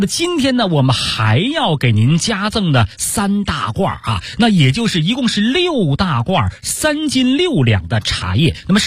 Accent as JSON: {"language": "Chinese", "region": "Beijing", "country": "China", "said": "像原来咱们北京人呢爱喝高沫"}